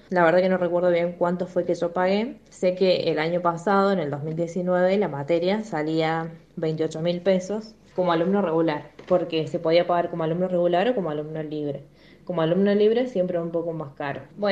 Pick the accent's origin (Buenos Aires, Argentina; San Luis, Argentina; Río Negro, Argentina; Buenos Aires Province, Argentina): San Luis, Argentina; now in Córdoba, Argentina; Bueno, soy de San Luis, pero vivo en Córdoba.